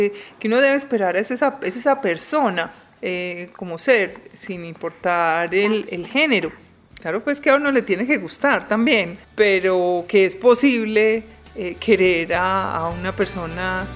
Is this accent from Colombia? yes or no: yes; Paisa region, Colombia; yo soy mamá, soy esposa, soy ingeniera textil, soy judía, soy muy colombiana, soy muy paisa y soy lesbiana.